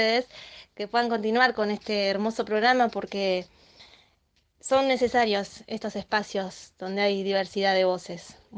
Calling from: Entre Ríos, Argentina; un gran saludo desde Entre Ríos.

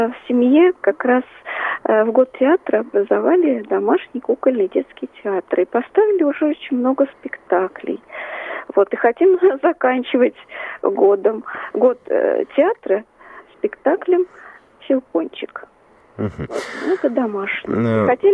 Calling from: Ivanovo, Ivanovo Oblast, Russia; я из Иваново.

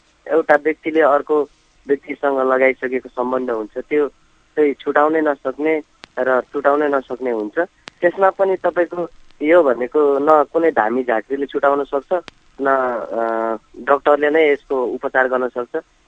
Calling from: Simara, Madhesh Province, Nepal; म सिमरा बाराबाट

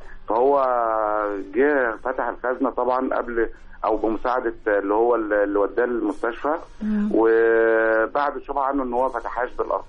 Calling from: Khanka, Qalyubia, Egypt; الأليوبية، مركز الخندق.

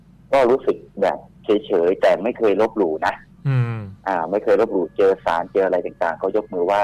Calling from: Sattahip, Chonburi, Thailand; อำเภอสัตหีบจังหวัดชลบุรีครับ

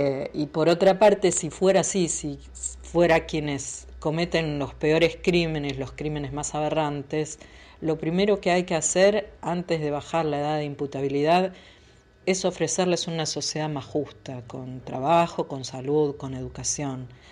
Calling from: Remedios de Escalada, Buenos Aires Province, Argentina; Soy de Remedios de Escalada.

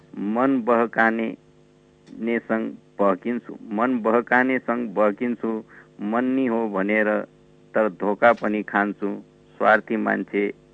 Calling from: Thimi, Bagmati, Nepal

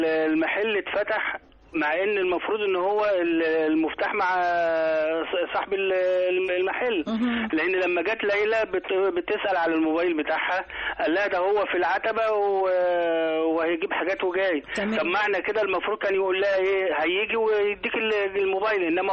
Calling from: Qalyubia, Egypt; من القليوبيه ان شاء الله

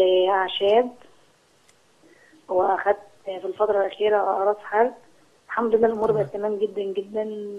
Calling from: Cairo, Cairo Governorate, Egypt; من القاهره.

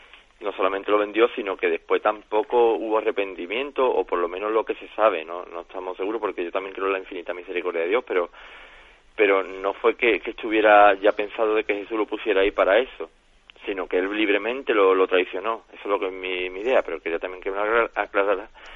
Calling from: Jerez, Andalusia, Spain; de Jerez.

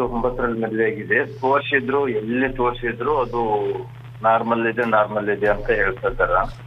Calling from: Dharwad, Karnataka, India

